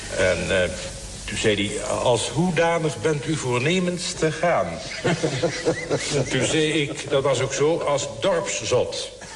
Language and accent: Dutch; North Holland, Netherlands; Daar zeggen ze bij ons in Kennemerland voor het onderste van de koffie, dat drapsel, daar zeggen ze voor de piepzak.